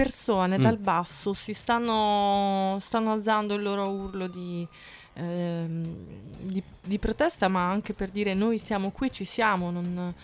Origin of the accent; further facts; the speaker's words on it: Taranto, Apulia, Italy; Io sono di Taranto, quindi sono nata praticamente...